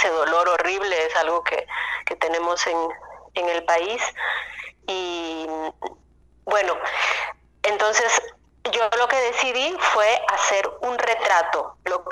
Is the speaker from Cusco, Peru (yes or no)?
yes; Cusco, Peru; Sí, bueno, yo soy de Cusco.